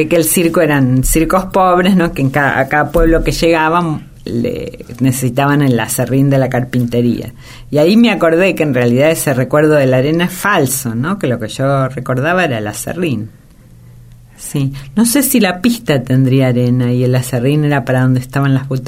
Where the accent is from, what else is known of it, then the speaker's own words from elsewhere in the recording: Buenos Aires, Argentina; Sí, yo viví en Caballito y mi patria chica es el Parque Rivadavia, que en esa época todavía le decían Plaza Lezica.